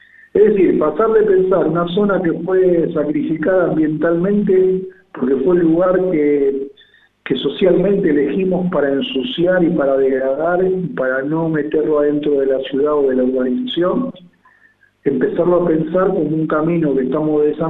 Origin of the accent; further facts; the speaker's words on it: Buenos Aires, Argentina; digo del lado este porque soy porteño